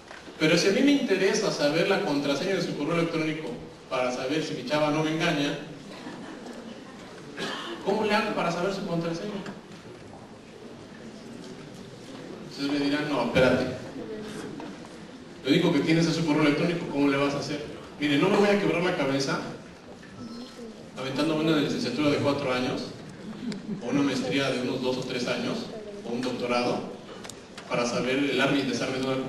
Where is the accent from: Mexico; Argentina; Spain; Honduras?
Mexico; Como buenos mexicanos, cuando nos piden llenar un formulario, siempre, no sé por qué, ahí sí somos perfectibles